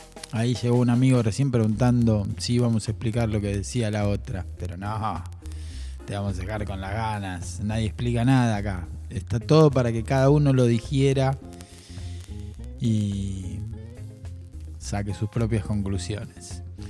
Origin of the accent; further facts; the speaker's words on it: La Plata, Buenos Aires Province, Argentina; born there; como La Plata, donde yo nací. Es una ciudad que fue creada en el medio de la nada para ser capital, porque faltaba una capital para la provincia de Buenos Aires.